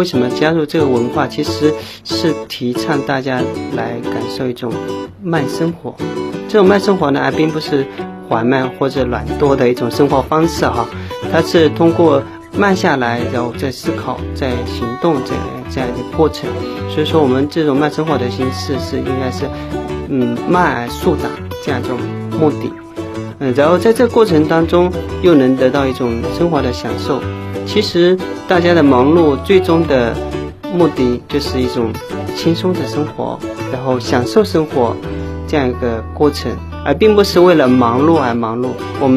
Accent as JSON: {"language": "Chinese", "region": "Zhejiang", "country": "China", "tie": "born there", "said": "因为我就出生在茶的产地浙江，自小就是跟茶为伴。"}